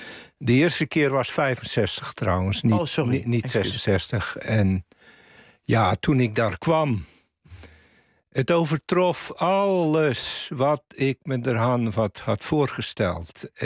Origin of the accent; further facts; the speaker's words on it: Zeeland, Netherlands; Ik kom uit Zeeland, uit de wijsheid van Walcheren.